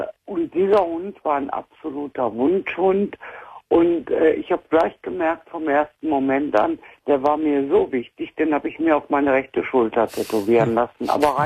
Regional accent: Essen, North Rhine-Westphalia, Germany; born there; moved away; ich bin gebürtig aus Essen, lebe aber 16 Jahre jetzt in Bayern.

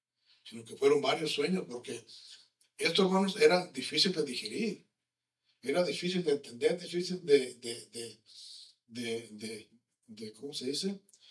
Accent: Mexico; Especialmente como mexicanos, ¿no?

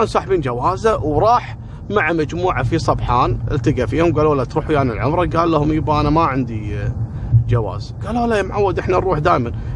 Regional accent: Kuwait; في عندنا في الكويت مطبعة اسمها مطبعة الطليعة

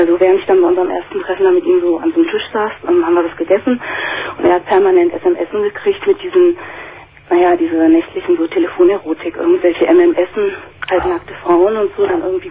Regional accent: Northern Germany, Germany; Also ich komme aus Norddeutschland

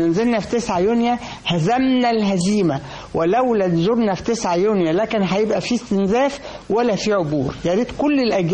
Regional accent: Egypt; عايزة أقول تجربتي أنا كمواطنة مصرية

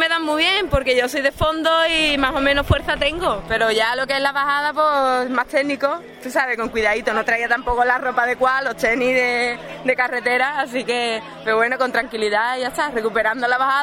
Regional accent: Cádiz, Andalusia, Spain; Lo que pasa es que yo soy de Cádiz y para entrenar, chungo.

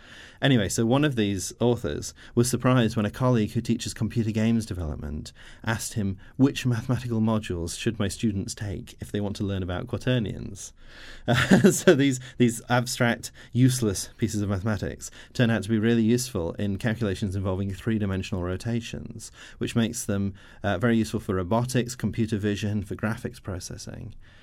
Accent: Nottingham, East Midlands, United Kingdom; I'm from Nottingham

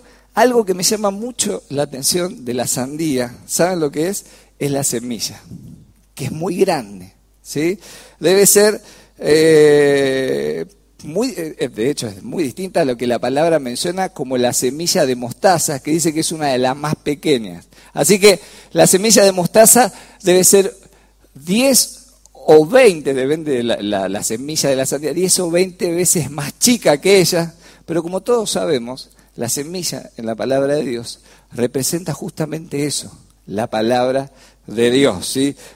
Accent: Chaco, Argentina; por más que yo no nací en este país, soy del Chaco, nací en el país llamado Chaco. ¿Cuántos chaqueños hay acá? Bueno, somos unos cuantos.

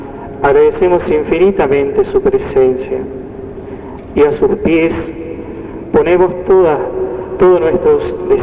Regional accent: Formosa, Argentina; ¿Cuántas necesidades como formoseños, como argentinos, seguimos teniendo en el día de hoy?

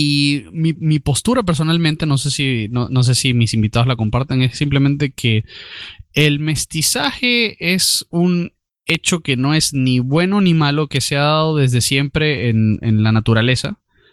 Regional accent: Spain; de tratarlo como como españoles nos toca ver, porque España hizo esto

